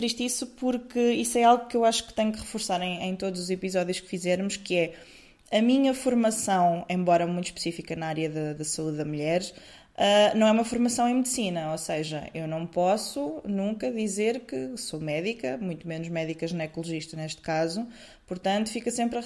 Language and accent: Portuguese; Coimbra, Centro, Portugal; Eu estou habituada, eu sou de Coimbra